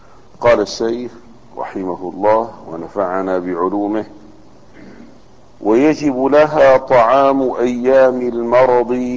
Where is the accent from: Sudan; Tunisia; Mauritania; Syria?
Syria; Damascus, Damascus Governorate; كانت كل البلد عندنا في دمشق تخرج إلى الحمامات العامة.